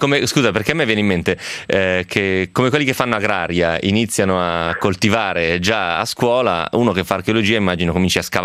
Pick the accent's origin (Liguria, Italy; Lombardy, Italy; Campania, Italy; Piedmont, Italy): Piedmont, Italy; Romentino; a Romentino di fianco a casa mia, immagino che si trovi una roba, perché era tipo un insediamento gallico, che io sappia, al mio paese.